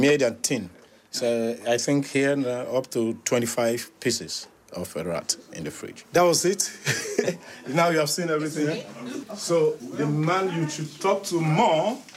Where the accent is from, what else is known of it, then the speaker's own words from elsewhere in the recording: Nigeria; Dutch is a second language; Ik kom uit Nigeria.